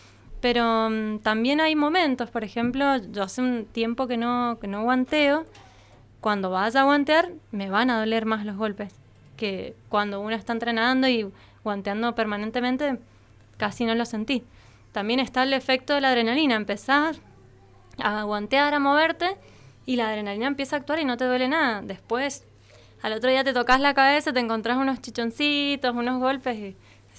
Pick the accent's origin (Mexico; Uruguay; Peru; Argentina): Argentina; sino porque somos argentinos y argentinas y amamos este país